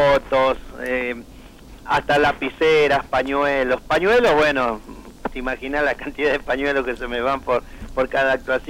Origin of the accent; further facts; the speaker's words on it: Salta, Argentina; born there; mucha gente me dice, creía que yo era cordobés, pero no, nací en Salta.